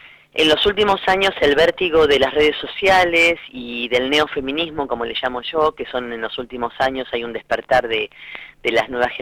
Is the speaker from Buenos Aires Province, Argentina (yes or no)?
yes; Lincoln, Buenos Aires Province, Argentina; moved away; si bien yo soy oriunda de Lincoln, provincia de Buenos Aires, el sexilio me llevó a marcharme de mi ciudad muy joven